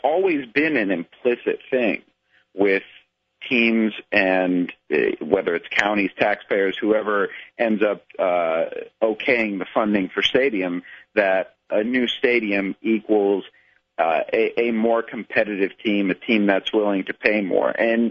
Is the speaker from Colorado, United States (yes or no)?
no; Cleveland, Ohio, United States; I grew up in Cleveland, so I was there during the heyday of those Indians teams